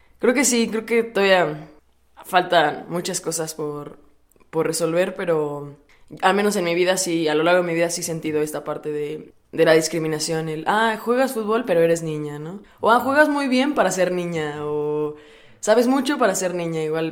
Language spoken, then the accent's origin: Spanish; Puebla, Mexico; Soy de Puebla y tengo 23 años.